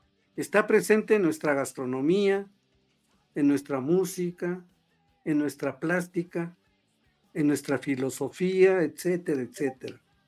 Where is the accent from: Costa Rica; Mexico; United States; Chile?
Mexico; cuán distintos somos los mexicanos a otros humanos